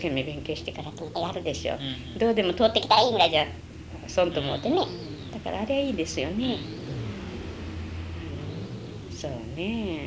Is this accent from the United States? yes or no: yes; United States; アメリカで育ったから